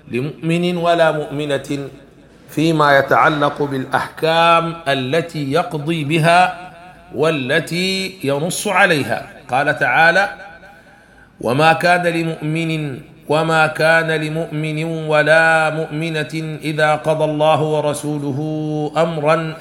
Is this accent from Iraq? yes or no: no; Sudan; وهذا كان عندنا في السودان قانون الهندي والقانون البريطاني